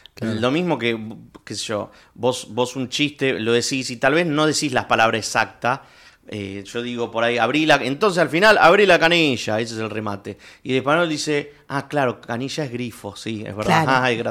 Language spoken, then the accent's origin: Spanish; Argentina; No me tengo que españolizar, tengo que seguir siendo argentino porque les gusta.